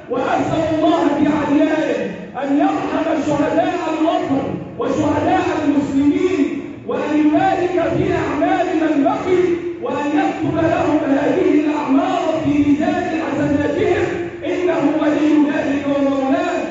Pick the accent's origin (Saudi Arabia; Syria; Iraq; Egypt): Egypt; اللهم احفظ بلدنا مصر وسائر بلاد